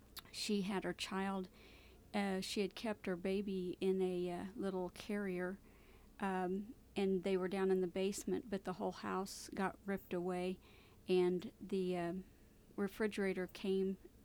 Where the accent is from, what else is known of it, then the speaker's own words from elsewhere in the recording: Joplin, Missouri, United States; I'm from Joplin, Missouri.